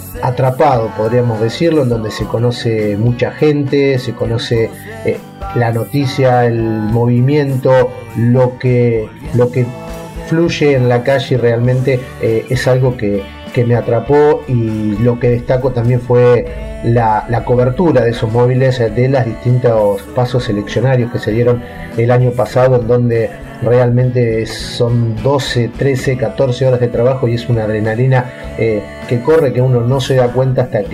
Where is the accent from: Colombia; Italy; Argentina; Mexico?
Argentina; Las Flores, Buenos Aires Province; born there; now in La Plata, Argentina; nací en Las Flores, a 180 kilómetros de la ciudad de La Plata, en la provincia de Buenos Aires. Desde el año 96 que estoy viviendo en la capital de la provincia de Buenos Aires.